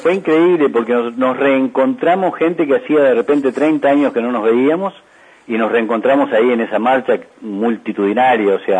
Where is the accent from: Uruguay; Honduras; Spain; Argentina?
Uruguay; now in Toronto, Canada; Porque los uruguayos, seguimos siendo uruguayos toda la vida, ¿no? Y nos morimos uruguayos, aunque estemos en el exterior